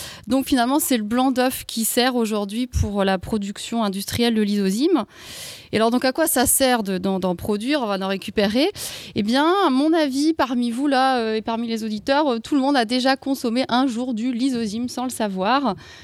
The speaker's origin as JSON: {"language": "French", "region": "Grand Est", "country": "France", "said": "Fallait que je le dise parce que je viens d'Alsace"}